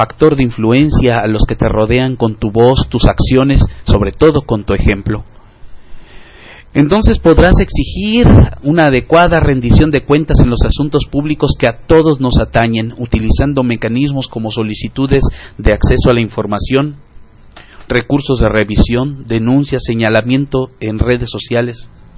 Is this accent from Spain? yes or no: no; Mexico; nos urge hacer como mexicanos.